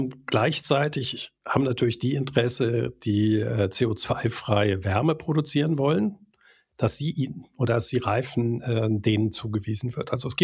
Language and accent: German; Switzerland; Bei uns in der Schweiz wird in Europa genauso sein.